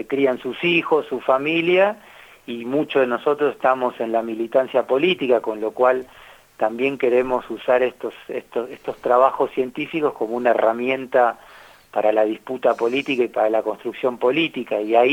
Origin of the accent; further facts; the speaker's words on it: Argentina; como actores políticos y como argentinos en definitiva